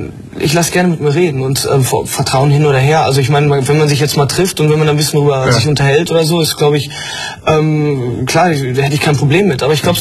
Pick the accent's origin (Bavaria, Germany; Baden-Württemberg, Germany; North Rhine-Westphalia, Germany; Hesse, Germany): North Rhine-Westphalia, Germany; Sendenhorst; SG Sendenhorst ist der Fußballverein aus meiner Heimat, Sendenhorst.